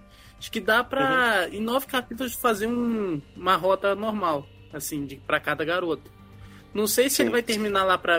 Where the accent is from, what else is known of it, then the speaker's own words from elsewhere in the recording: Rio de Janeiro, Brazil; Eu, como sou carioca, pô, eu me senti representado pra caramba, cara.